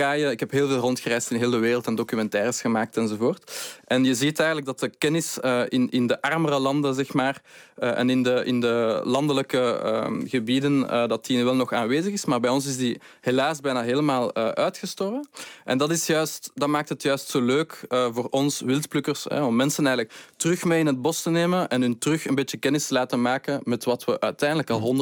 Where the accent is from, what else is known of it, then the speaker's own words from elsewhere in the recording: Brussels, Brussels-Capital Region, Belgium; Ik ben afkomstig uit Brussel. Ik kende niets van planten.